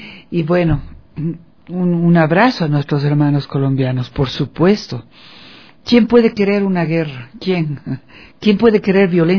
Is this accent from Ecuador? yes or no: yes; Ecuador; Bueno, nosotros como latinoamericanos, como ecuatorianos, pues queremos la paz